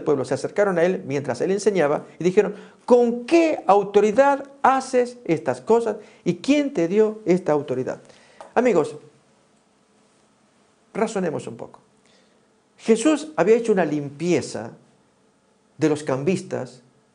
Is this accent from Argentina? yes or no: yes; Argentina; Y allá en mi país, en la ciudad principal, en Buenos Aires, había una zona, ahí tenemos el peso argentino.